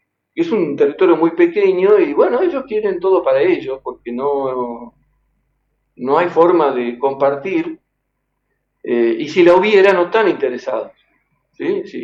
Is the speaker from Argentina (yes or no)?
yes; Argentina; Después todos hemos nacido allá, somos argentinos, ¿viste?